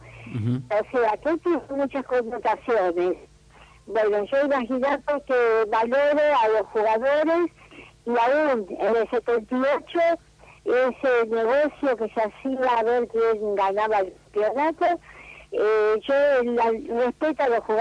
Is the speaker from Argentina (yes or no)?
yes; Argentina; soy argentina de pura uh-huh. cepa.